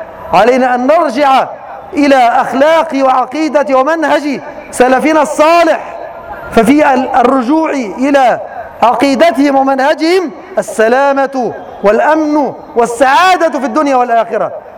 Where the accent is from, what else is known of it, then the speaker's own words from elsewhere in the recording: Egypt; في هذه البلاد، في بلادنا مصر